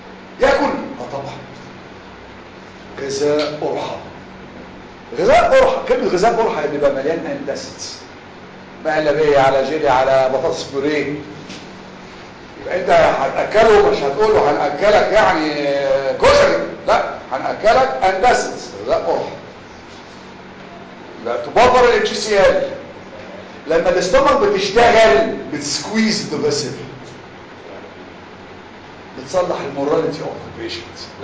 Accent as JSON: {"language": "Arabic", "country": "Egypt", "said": "احنا بص يا جماعة احنا كمصريين دكاترة او غير دكاترة"}